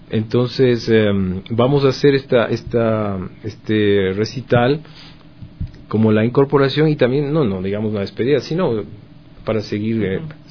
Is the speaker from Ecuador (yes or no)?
yes; Ecuador; pues soy cantautor ecuatoriano